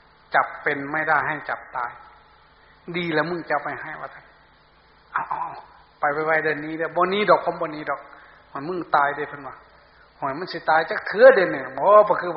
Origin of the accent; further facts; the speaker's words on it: Sakon Nakhon, Thailand; ผมอยู่สกลนครครับ